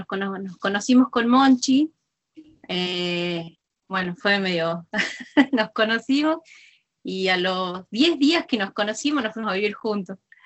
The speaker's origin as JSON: {"language": "Spanish", "town": "Chilecito", "region": "La Rioja", "country": "Argentina", "tie": "born there", "said": "en mi caso, yo nací en Chilecito."}